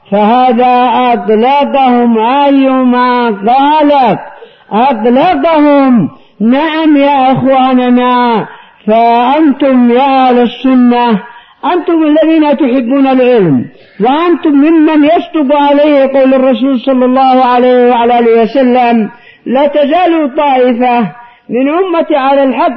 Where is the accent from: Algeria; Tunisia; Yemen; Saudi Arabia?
Yemen; أعظم ضربة للحزبيين عندنا في اليمن.